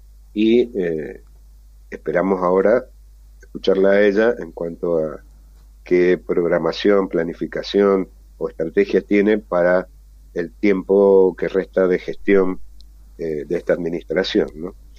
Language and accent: Spanish; Mendoza, Argentina; como mendocinos y como habitantes de este suelo nos interesan